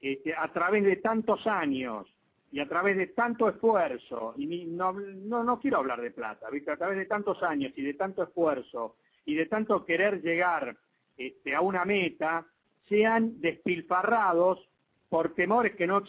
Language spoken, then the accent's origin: Spanish; Argentina; como somos argentinos, nosotros tenemos el estigma de que no podemos hacer nada bien